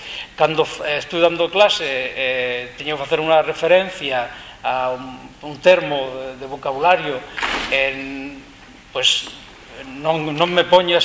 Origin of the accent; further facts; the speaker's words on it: Jaén, Andalusia, Spain; Galician is a second language; now in Galicia, Spain; son de Jaén. Estou vivendo aquí en Galicia dende o ano 95, vai para 14 anos. Cando viña a vivir a Galicia, tomei a determinación de falar galego